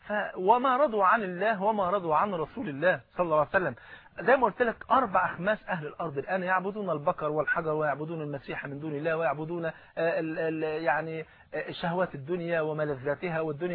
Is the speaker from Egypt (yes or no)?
yes; Egypt; وزي ما بيقولوا المثل عندنا في مصر